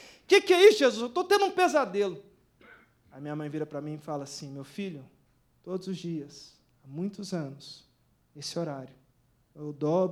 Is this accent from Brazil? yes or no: yes; Anápolis, Goiás, Brazil; Sou lá de Goiás, nascido em Anápolis, comedor de piqui, irmãos